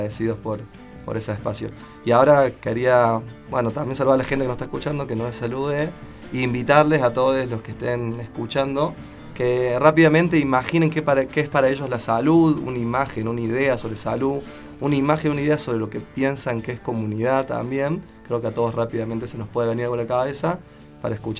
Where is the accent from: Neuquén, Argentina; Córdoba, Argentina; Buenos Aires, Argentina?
Córdoba, Argentina; vengo de Córdoba.